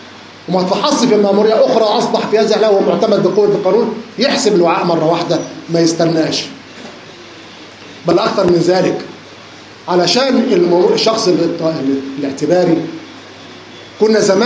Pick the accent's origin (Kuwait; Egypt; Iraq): Egypt; ولكن طبعا عشان احنا مصريين وما ينفعش نشتغل لوحدنا